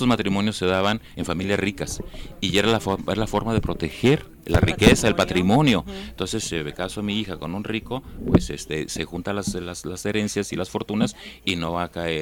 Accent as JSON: {"language": "Spanish", "town": "Huáscato", "region": "Jalisco", "country": "Mexico", "tie": "born or raised there", "said": "degollado nos tocó la hacienda de Huáscato, que primero fue la hacienda de Huáscato que el pueblo. Mi pueblo, el referente más antiguo que tenemos es de 1831, y había 11 familias nada más, 30 y tantas personas."}